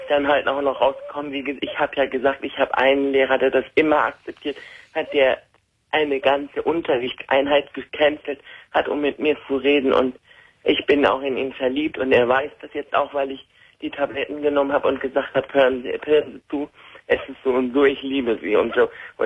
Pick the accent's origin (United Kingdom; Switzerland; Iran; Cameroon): Iran; now in Germany; Wir sind Iraner, also ich bin Iranerin und obwohl meine Mutter jetzt keine strenge Muslimin ist